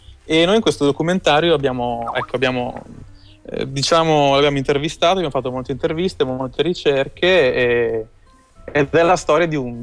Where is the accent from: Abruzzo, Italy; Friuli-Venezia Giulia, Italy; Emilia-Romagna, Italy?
Emilia-Romagna, Italy; Bologna; also born or lived in Los Angeles; now in New York, United States; io ho studiato a Los Angeles, sono di Bologna e mi trovo a New York